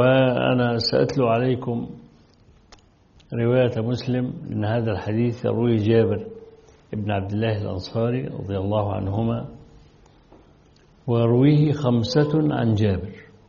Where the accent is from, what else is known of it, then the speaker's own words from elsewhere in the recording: Egypt; وصل حتى إلى الإسكندرية عندنا في مصر